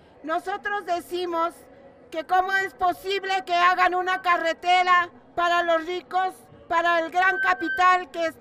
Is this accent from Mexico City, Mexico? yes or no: yes; Magdalena Contreras, Mexico City, Mexico; Yo vengo de la Magdalena Contreras y allá estamos luchando